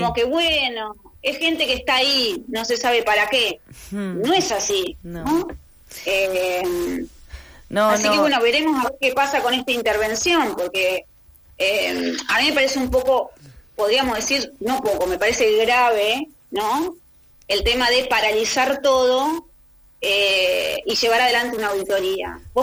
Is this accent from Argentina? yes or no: yes; Argentina; qué escenario dejaría para nosotros como argentinos, ¿no?